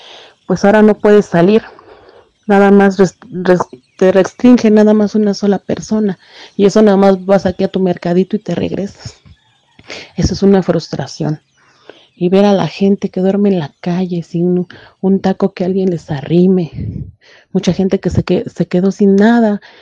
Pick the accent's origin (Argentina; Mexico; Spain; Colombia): Mexico; Como todo mexicano siempre hemos salido adelante, siempre hemos sido positivos en lo que cabe.